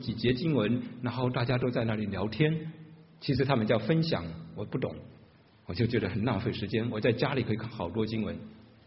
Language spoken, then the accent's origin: Chinese; China; 神怜悯像我这样中国大陆背景的，在敬拜上受过扭曲的一代人